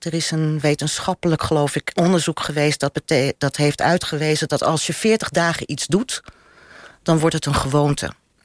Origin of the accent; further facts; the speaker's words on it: North Holland, Netherlands; want ik kom uit de Zaan